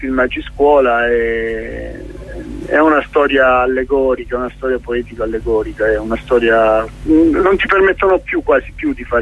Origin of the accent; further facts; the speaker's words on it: Sicily, Italy; born there; vogliamo parlare della Sicilia dove sono nato